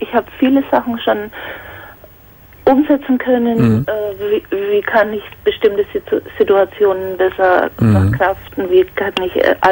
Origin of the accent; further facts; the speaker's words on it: Bavaria, Germany; now in Cologne, Germany; Ich komme ja aus Bayern und bin wegen ihm nach Köln gezogen, habe alles aufgegeben